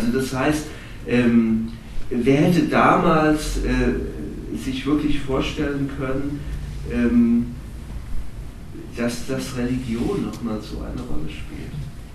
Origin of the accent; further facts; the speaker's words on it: Offenbach, Hesse, Germany; ich komme ja aus Offenbach